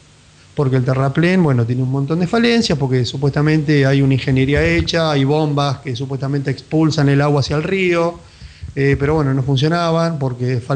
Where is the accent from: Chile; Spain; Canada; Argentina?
Argentina; El tema es que nosotros no somos Holanda. Somos Argentina.